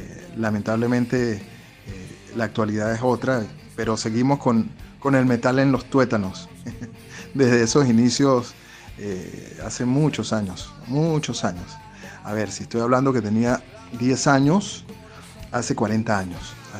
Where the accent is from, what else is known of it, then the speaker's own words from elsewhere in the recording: San Cristóbal, Táchira, Venezuela; yo soy de San Cristóbal, yo soy gocho, yo soy del Táchira.